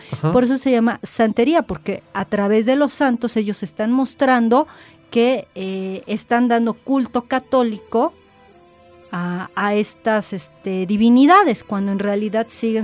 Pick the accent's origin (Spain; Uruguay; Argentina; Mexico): Mexico; así como nosotros mexicanos, teníamos a la Coyoxauhtli